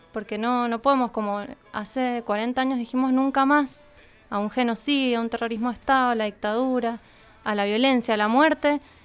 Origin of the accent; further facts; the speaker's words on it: Argentina; sino porque somos argentinos y argentinas y amamos este país